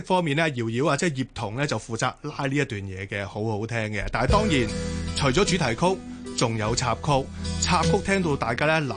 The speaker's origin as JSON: {"language": "Cantonese", "country": "Hong Kong"}